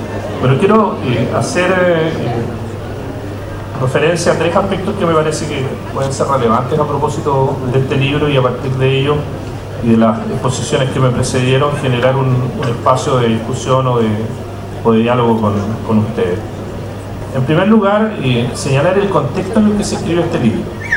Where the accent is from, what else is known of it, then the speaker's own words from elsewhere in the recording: Los Vilos, Coquimbo, Chile; also born or lived in Illapel; yo soy nacido en la región, nací en Illapel hace ya bastante tiempo, y siempre digo que no me formé, sino que me deformé en los vilos.